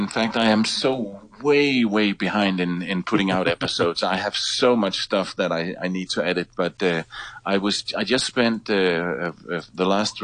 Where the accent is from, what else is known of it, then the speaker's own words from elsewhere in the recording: Denmark; English is a second language; The phone connection, the phone company I use is a Danish one because I am from Denmark and I still have a Danish phone number.